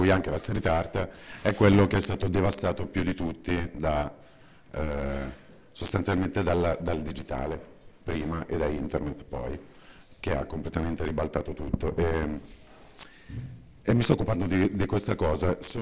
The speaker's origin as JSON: {"language": "Italian", "town": "Milan", "region": "Lombardy", "country": "Italy", "said": "vengo da Milano"}